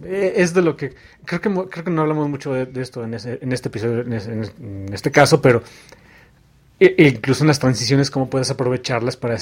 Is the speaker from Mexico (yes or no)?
yes; Mexico City, Mexico; Yo soy mexicano, más mexicano que el taco al pastor.